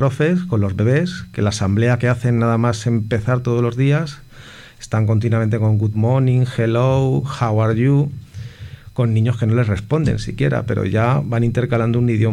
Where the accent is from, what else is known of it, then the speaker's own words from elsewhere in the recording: Toledo, Castilla-La Mancha, Spain; born there; now in Madrid, Spain; Yo nací en Toledo. Uh-huh. Y llegué aquí a Madrid en el año 2001.